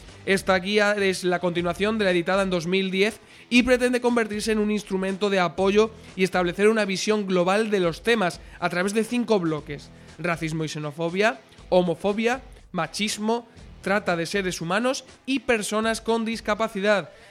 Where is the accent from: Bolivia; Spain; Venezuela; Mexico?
Spain; Qué baguete que somos los españoles con los idiomas.